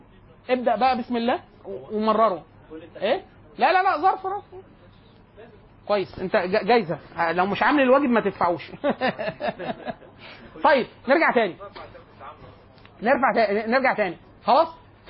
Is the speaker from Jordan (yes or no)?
no; Egypt; عندنا في مصر